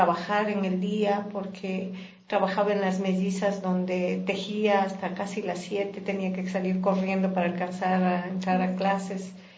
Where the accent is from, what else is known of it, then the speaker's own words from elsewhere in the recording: Ecuador; moved away; also born or lived in Norway; cuando estuve en Noruega, cuando salí de aquí de Ecuador en el 2000